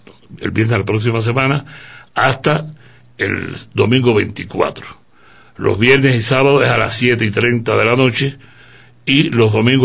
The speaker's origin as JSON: {"language": "Spanish", "country": "Cuba", "lives_now": "Ecuador", "said": "Y aunque yo soy cubano, esta obra es netamente ecuatoriana, está dedicada al pasillo."}